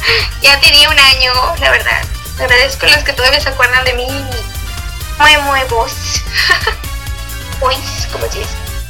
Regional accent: Sonora, Mexico; Soy del mero norte, soy de Sonora.

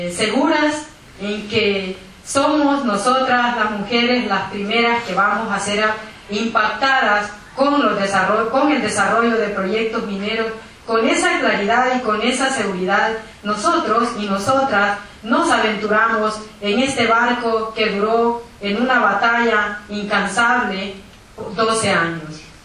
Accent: El Salvador; Vengo de El Salvador. El Salvador es el pequeño país en América Central.

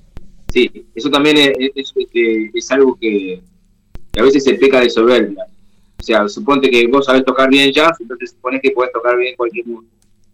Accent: Argentina; Somos músicos argentinos que tocábamos ya, pero fundamentalmente somos argentinos, vivimos acá, nos desarrollamos acá, entonces tocamos música de acá necesariamente.

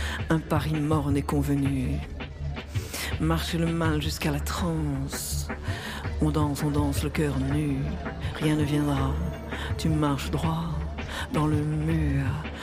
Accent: Quebec, Canada; accent: Québécois; J'ai dit à Mireille, je pourrais pas arrêter d'être québécoise, j'aurais perdu mon accent.

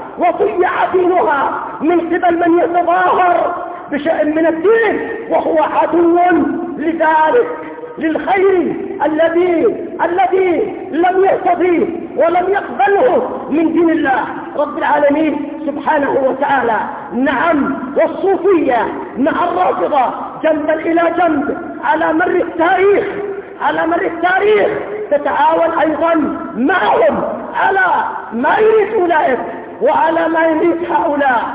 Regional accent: Yemen; وعندنا في اليمن لما قامت الدولة الاشتراكية الشيوعية في المحافظات الجنوبية

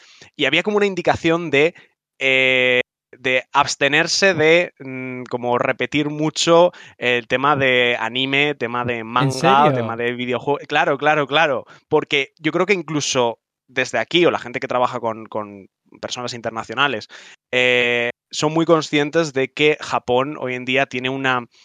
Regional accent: Salamanca, Castile and León, Spain; moved away as an adult; now in Japan; yo por aquel entonces ya estaba en Madrid, pues yo soy de Salamanca y yo he vivido toda mi vida en Salamanca, y yo por aquel entonces ya estaba en Madrid preparándome para irme. Me fui en marzo

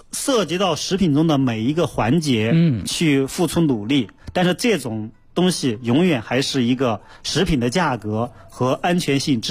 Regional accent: China; 我们中国人绝大多数人吃肉啊，吃蔬菜啊，都是会洗过以后加热之后才吃的

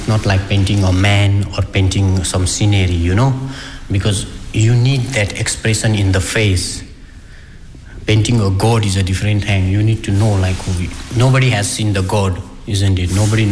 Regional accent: Nepal; English is a second language; because even in my hometown, there are more temples than houses. So I have grown up in that environment.

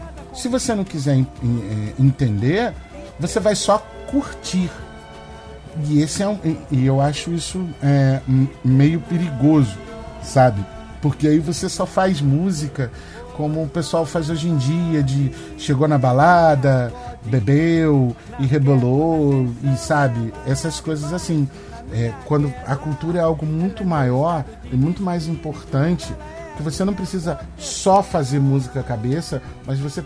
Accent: Brazil; Eu sou brasileiro, Bruno, e a cultura negra, a cultura do candomblé, os ritmos, né, africanos, afro-brasileiros, eles fazem parte de mim, porque sou brasileiro.

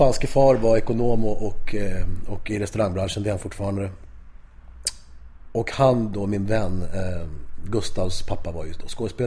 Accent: Spain; Jag är spanjor från Spanien.

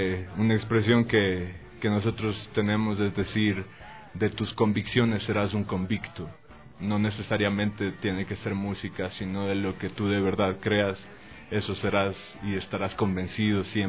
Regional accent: Quito, Pichincha, Ecuador; Soy el vocalista de … orgullosamente Quito, Ecuador.

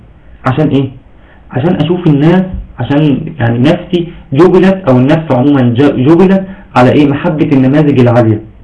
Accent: Egypt; بس دايما عندنا في مصر بيقولوا تعرف فلان

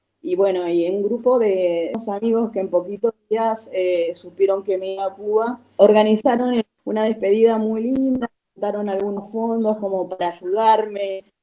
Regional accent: El Bolsón, Río Negro, Argentina; Y regreso a Bolsón, que es de donde soy.

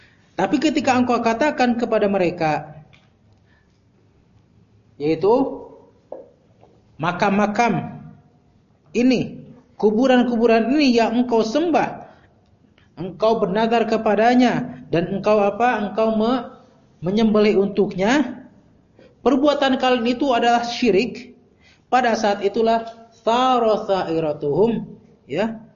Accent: West Java, Indonesia; Ya ke orang Sunda, ya bukan tasabuk lah, saya orang Sunda. Ya. Sunda asli, USA ya, orang Sunda asli.

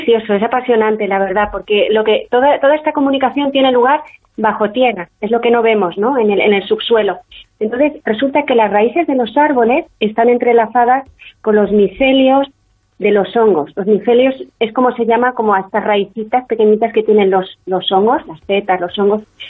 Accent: Quebec, Canada; yo nací en Canadá y entonces yo soy hija de padres de padres españoles que estaban en Canadá.

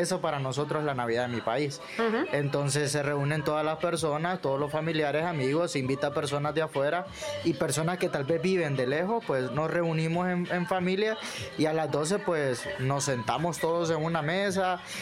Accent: Honduras; now in Spain; Allá en mi país, pues a las 12 se recibe normalmente con abrazos, regalos, se hace intercambios de regalos. Y el año nuevo se recibe... Hay una, no en todo Honduras

